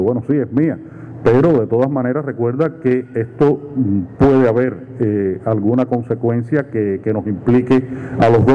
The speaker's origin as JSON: {"language": "Spanish", "country": "Cuba", "said": "trajera a mi experiencia personal como cubano, generacional, de haber vivido en una época todo este complejo proceso histórico"}